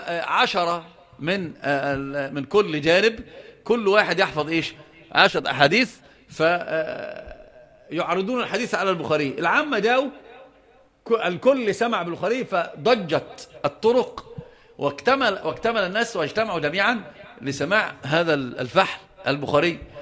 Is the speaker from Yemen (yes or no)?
yes; Yemen; هما زي ما بيقولوا عندنا في اليمن ليحفظوا بيأكلوا القاط